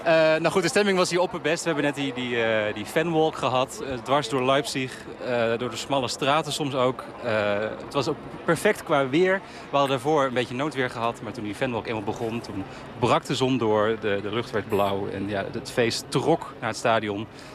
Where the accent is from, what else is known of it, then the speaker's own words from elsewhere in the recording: Netherlands; Ik ben blij dat ik nu weer deze NOS popkap tevoorschijn kan toveren om als Nederlander herkend te worden.